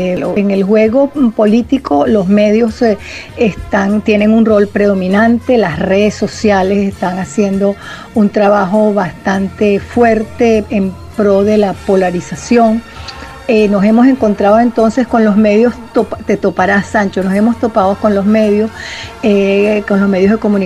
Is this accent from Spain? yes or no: no; Venezuela; nos impide entendernos como venezolanas y venezolanas